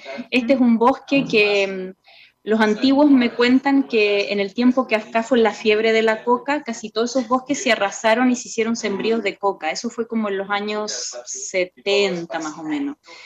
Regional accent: Chile; como buena chilena, extraño un poquito a veces las montañas, los cerros y como el, ese horizonte que nos da, sí, para los que nacemos cerca de las montañas

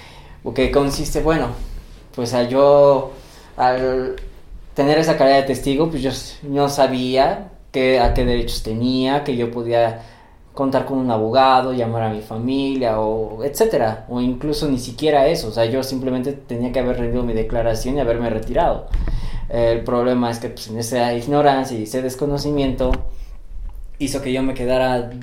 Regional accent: Mexico City, Mexico; tengo 29 años, soy de la Ciudad de México.

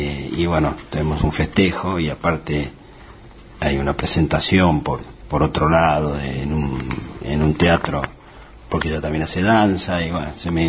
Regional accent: San Martín, Buenos Aires Province, Argentina; born there; En realidad yo nací en San Martín, provincia de Buenos Aires. Y de ahí, cuando me casé, por primera vez, vine a vivir en Almagro. Después de ahí, tuve... Caminé por el mundo.

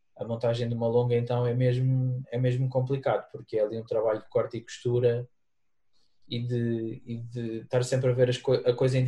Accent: Guarda, Centro, Portugal; eu quando cresci na Guarda nos anos 80, 90

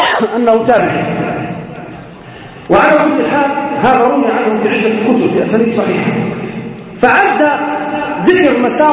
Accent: Libya; كما يقال عندنا في ليبيا جماعة الكرة

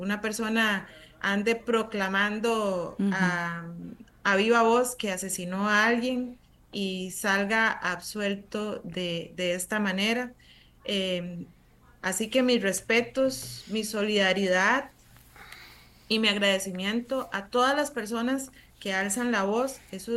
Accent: Pérez Zeledón, San José, Costa Rica; somos coterráneos, los dos somos de Pérez Zeledón, nos conocemos hace muchos años.

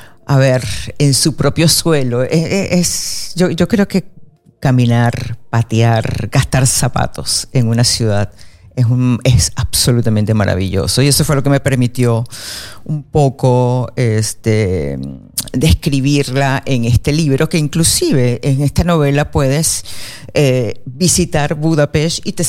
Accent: Venezuela; yo soy venezolana, sí, con ascendencia húngara y costarricense, que es muy propio en Venezuela, ¿no? La mezcla.

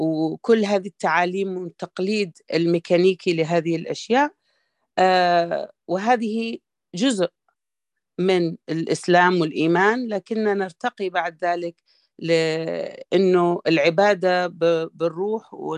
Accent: Sudan; واشتغل في السكة الحديد اللي كانت تبنيها بريطانيا عندنا في السودان

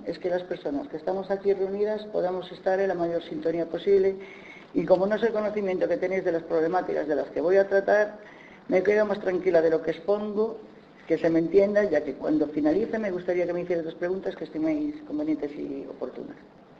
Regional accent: Spain; Soy española y, por desgracia, vivo en un país patriarcal y machista que heredó, entre otras cosas, su cultura judía cristiana.

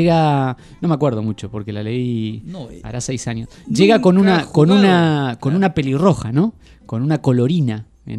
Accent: Patagonia, Argentina; born there; Bueno, tal vez porque yo nací en la Patagonia, ¿no?

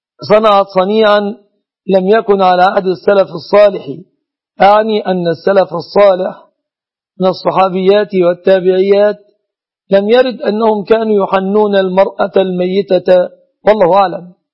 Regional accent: Egypt

